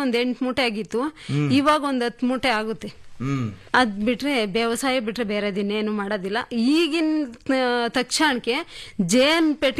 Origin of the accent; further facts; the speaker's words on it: Maknalli, Karnataka, India; ನಮ್ಮೂರು ಮಾಕ್ನಳ್ಳಿ.